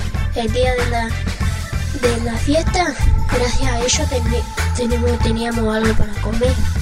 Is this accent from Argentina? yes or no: yes; Argentina; somos todo argentino y somos todos de acá.